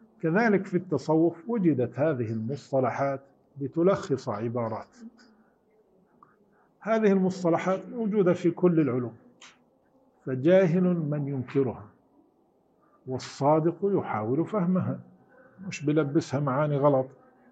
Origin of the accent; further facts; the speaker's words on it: Syria; عندنا في سوريا يسموها سكملة مثلا